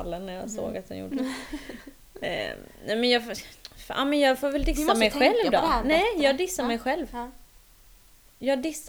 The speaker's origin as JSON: {"language": "Swedish", "country": "Finland", "said": "Jag är finne, det vet du va?"}